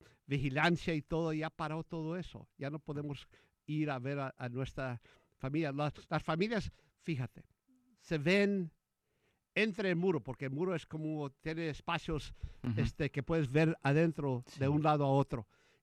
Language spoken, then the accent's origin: Spanish; Texas, United States; yo soy de Texas. Nací en Texas. Y mi familia es de esa parte de Texas que, donde está McAllen.